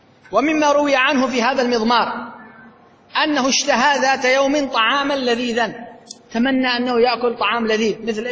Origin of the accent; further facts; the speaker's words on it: Yemen; عندنا في اليمن